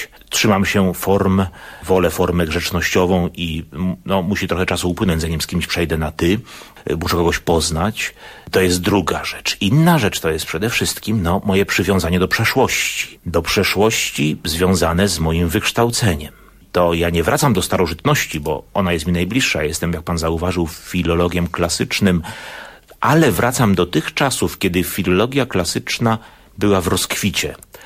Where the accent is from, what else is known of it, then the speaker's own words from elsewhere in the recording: Wrocław, Lower Silesian Voivodeship, Poland; Z jednej strony jako wrocławianin podziwiałem powiedzmy urbanistyczną myśl, jaką widać w projektowaniu ulic, we Wrocławiu